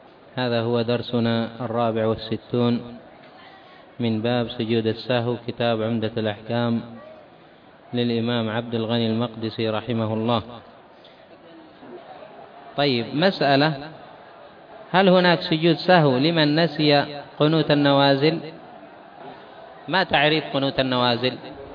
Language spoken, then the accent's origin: Arabic; Yemen; مثلا عندنا في اليمن حصل